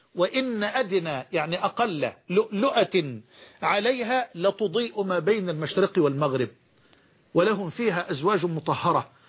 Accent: Egypt; عندنا في مصر بيقولوا عجلة برا اللي هي البايسكل

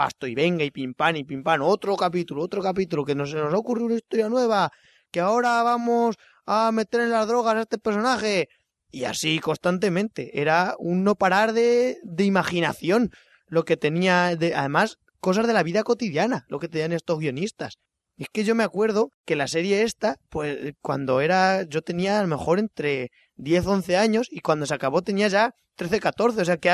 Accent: Spain; Que es que nosotros somos españoles, no como los americanos estos.

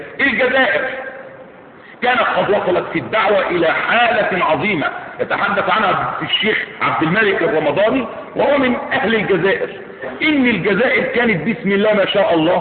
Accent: Egypt; انظروا في بلادنا مصر على سبيل المثال

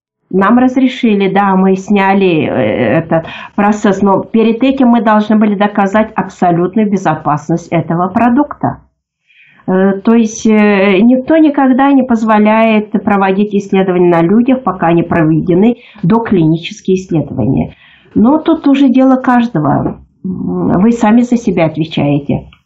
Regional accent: Bashkortostan, Russia; потому что я сама родом из Башкирии.

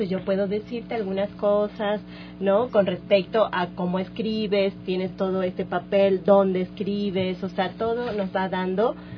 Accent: Argentina; yo estudié grafología, soy argentina, yo estudié en Buenos Aires.

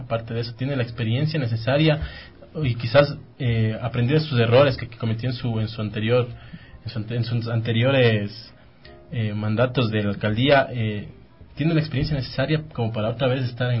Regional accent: Quito, Pichincha, Ecuador; nosotros como quiteños no, hay muchos candidatos que no van a llegar ni al 0,5%

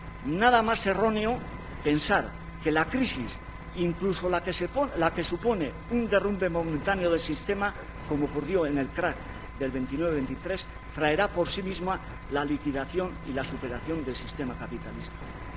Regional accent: Basque Country, Spain; born there; en el pueblo de donde yo nací, en el País Vasco

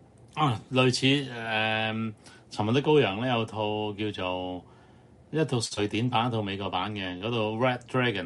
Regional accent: Hong Kong; 咁所以大家作為香港人想愛香港嘅話咧，就真係唔好掉以輕心啊

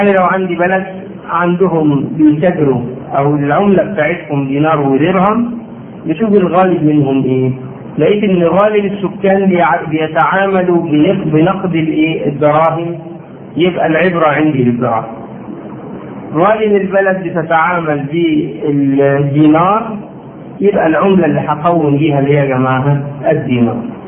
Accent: Egypt; ما هي نفس المشكلة عندنا في مصر

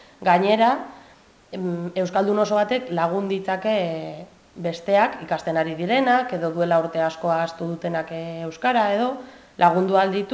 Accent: Barakaldo, Basque Country, Spain; ni Barakaldokoa naiz, orduan badakin nire herrian inoiz ez dudala euskaraz egingo

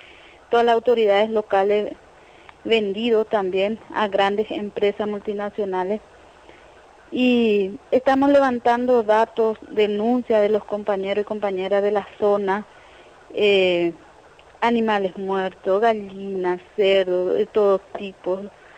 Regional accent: Caaguazú, Paraguay; Yo soy de departamento de Caguazú, de acá de Paraguay.

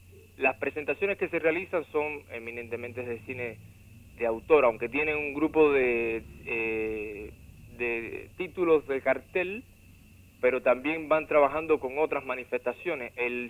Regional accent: Cuba; como cubano, que muchas veces sentimos que es normal y que nos corresponde lo que como niños desde niños se nos ha estado entregando

